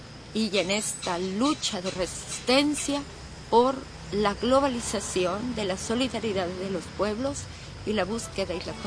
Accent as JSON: {"language": "Spanish", "country": "El Salvador", "said": "soy de El Salvador"}